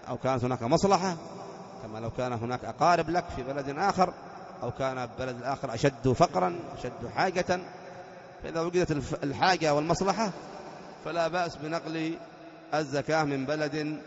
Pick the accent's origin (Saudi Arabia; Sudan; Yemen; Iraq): Yemen; Aden; مثلا عندنا في عدن تؤخذ من أغنياء عدن وترد في فقراء عدن